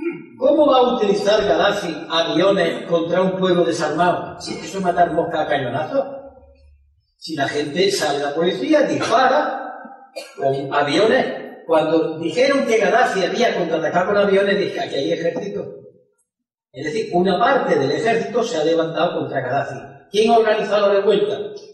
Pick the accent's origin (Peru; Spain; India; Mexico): Spain; Y como español me siento avergonzado